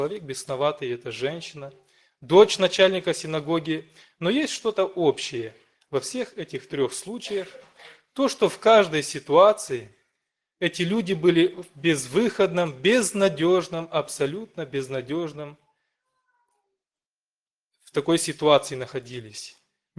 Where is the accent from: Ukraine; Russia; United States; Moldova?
Moldova; Hincesti, Hîncești District; я из Молдавии, церковь маленького городка Хинчешты, бывший Котовский.